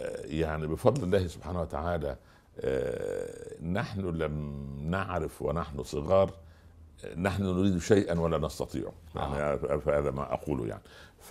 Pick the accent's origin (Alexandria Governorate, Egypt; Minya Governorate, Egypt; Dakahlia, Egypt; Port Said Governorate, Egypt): Minya Governorate, Egypt; قلت عندي في قريتي في صعيد مصر.